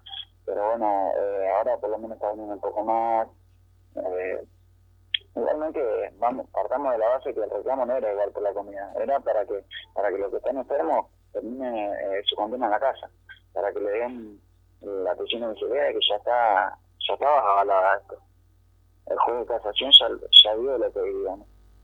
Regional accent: Buenos Aires, Argentina; Somos la mayoría del Gran Buenos Aires, en Suárez, La Loma, La Nuz, y estamos acá en un radio de más de 500 kilómetros de nuestro domicilio

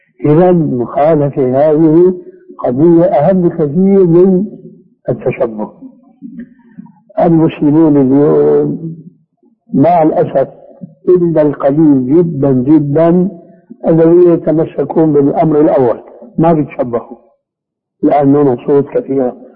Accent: Syria; كما يقول العام عندنا في سوريا

